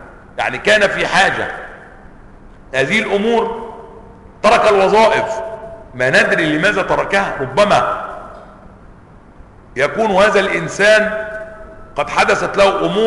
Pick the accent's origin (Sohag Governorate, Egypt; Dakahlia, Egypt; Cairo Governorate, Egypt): Cairo Governorate, Egypt; Cairo; القرافة عندنا في القاهرة